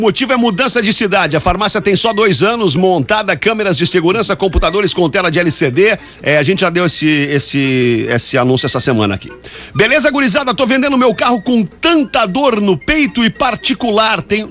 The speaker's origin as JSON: {"language": "Portuguese", "town": "Porto Alegre", "region": "Rio Grande do Sul", "country": "Brazil", "said": "Sou de Porto Alegre, Zona Sul."}